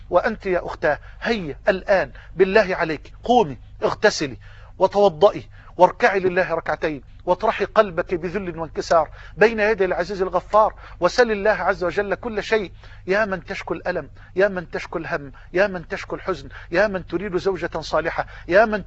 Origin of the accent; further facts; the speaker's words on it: Egypt; وان تجعل بلدنا مصر واحة للامن والامان